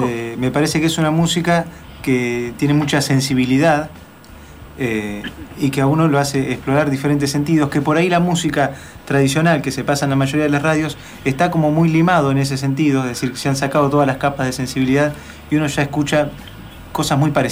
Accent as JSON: {"language": "Spanish", "town": "La Plata", "region": "Buenos Aires Province", "country": "Argentina", "said": "nosotros somos de La Plata, así que seguramente pasamos por ahí"}